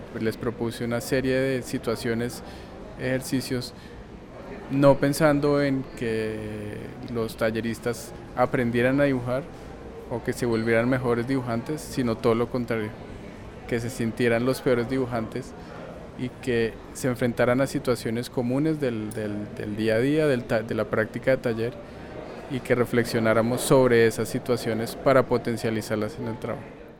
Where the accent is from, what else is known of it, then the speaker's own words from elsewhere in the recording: Bogotá, Colombia; yo soy artista de Bogotá.